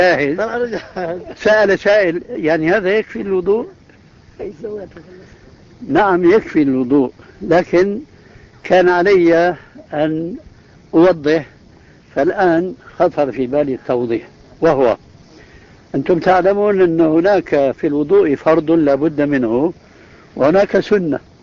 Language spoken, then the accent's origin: Arabic; Levant, Syria; كما يقولون عندنا في الشام ما عبت عيني الكأس